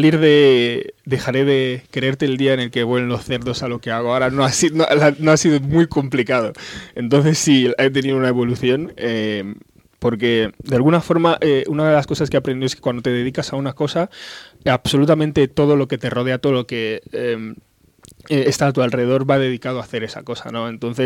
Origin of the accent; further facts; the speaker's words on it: Malabo, Bioko Norte, Equatorial Guinea; Sí, soy de Malabo. Es la capital de un pequeño país que se encuentra en Centro África que se llama Guinea Ecuatorial.